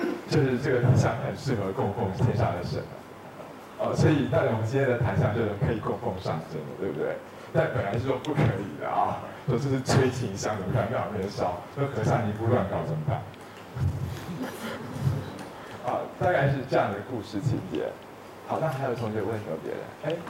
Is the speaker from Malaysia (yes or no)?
no; China; 就像我们中国人传抄上的错误是